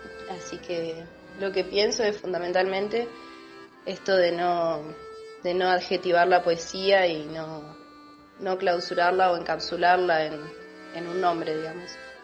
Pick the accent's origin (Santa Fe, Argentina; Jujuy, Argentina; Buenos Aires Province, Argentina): Santa Fe, Argentina; de Santa Fe.